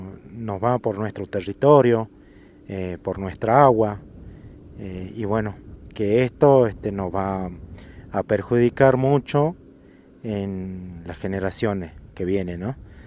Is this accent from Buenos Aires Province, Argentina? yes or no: no; Jujuy, Argentina; nosotros como jujeños o como argentinos veamos, ¿no?, nuestra realidad, lo que estamos pasando acá en Jujuy